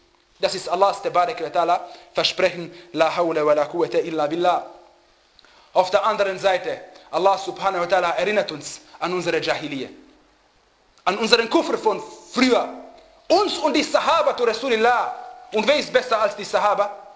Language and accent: German; Austria; dass ich als Österreicher geboren werde. Aber dass ich Muslim bin, habe ich mir selber ausgesucht